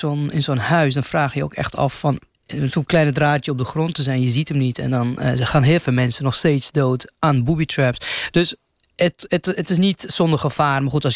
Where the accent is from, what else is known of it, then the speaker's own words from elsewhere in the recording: Lebanon; Dutch is a second language; Ik kom zelf uit Libanon, dus ik weet, ik ken de Arabische manier van leven. Ik ken de cultuur.